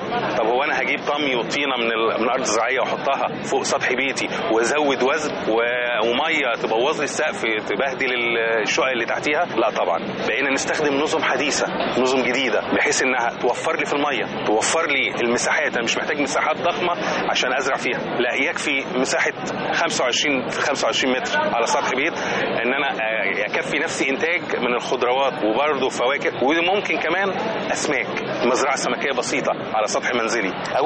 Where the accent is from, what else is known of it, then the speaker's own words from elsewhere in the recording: Egypt; انا الثقافه بتاعتنا كمصريين ان خلي حاجه ممكن تحتاجها بكره